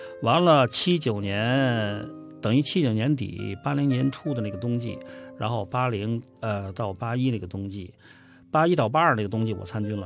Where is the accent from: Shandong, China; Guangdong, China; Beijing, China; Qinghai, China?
Beijing, China; 我呢小时候就在圆里这个旁边长大。